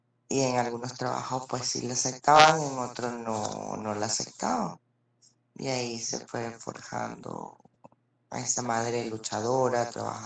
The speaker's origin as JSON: {"language": "Spanish", "town": "Caracas", "region": "Capital District", "country": "Venezuela", "tie": "born there", "said": "Nací en Caracas el 3 de marzo del 3 del 79, del año 1979."}